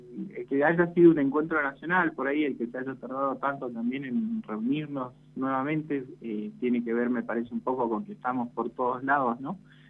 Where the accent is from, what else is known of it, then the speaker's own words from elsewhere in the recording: San Salvador de Jujuy, Jujuy, Argentina; now in Tucumán, Argentina; yo soy nacido en San Salvador de Jujuy, soy jujeño, pero me vine a estudiar a Tucumán por la Universidad Nacional de Tucumán